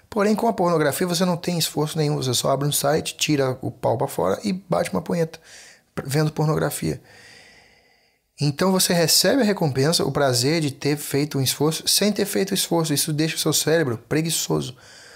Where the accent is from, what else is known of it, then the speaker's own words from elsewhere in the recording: Brazil; born there; nós europeus, que nascemos no Brasil por azar, gostamos de Búzios